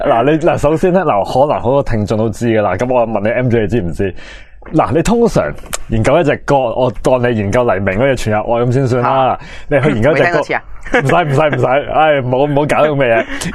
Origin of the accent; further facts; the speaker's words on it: China; 因为我系中国人，因为我系爱国嘅